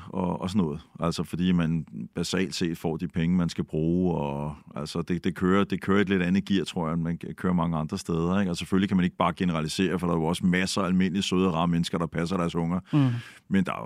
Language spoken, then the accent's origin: Danish; Bagsværd, Capital Region of Denmark, Denmark; jeg er jo fra Bagsvær og vokset op i sådan en akademikerfamilie.